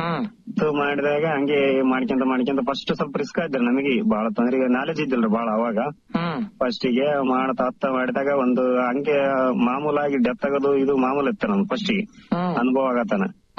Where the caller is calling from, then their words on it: Turkatti Camp, Karnataka, India; ಸಿಂಧನೂರು ತಾಲೂಕು ಜವಳಗೇರ ಹೋಬಳಿ ತುರ್ಕಟ್ಟಿ ಕ್ಯಾಂಪ್ನಿಂದ sir. ನಾವು ಮೂಲತಃ ಇದು ರೈತರ ಸರ್, ನಮ್ಮ ಅಪ್ಪರು ಎಲ್ಲಾರು.